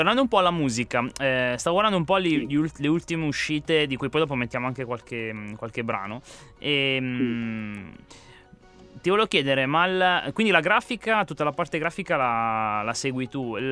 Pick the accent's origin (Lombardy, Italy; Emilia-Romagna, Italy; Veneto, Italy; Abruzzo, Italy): Lombardy, Italy; accent: Milanese; io ho l'accento, come dire, milanese